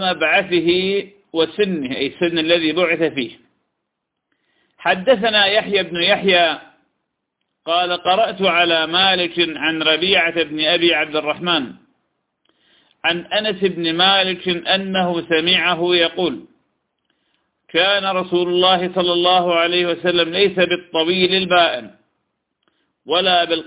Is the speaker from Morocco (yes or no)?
no; Iraq; طير الحجل طير جميل كنا نصطاده في بلادنا العراق